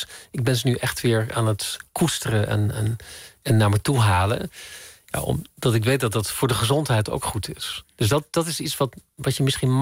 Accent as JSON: {"language": "Dutch", "town": "Emmen", "region": "Drenthe", "country": "Netherlands", "tie": "born or raised there", "said": "En vanuit Drenthe, ik ben in Zuidoost-Drenthe opgegroeid in Emmen."}